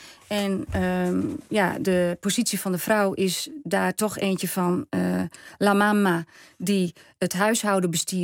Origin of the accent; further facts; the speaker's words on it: Netherlands; born there; Dus ik ben in Nederland geboren.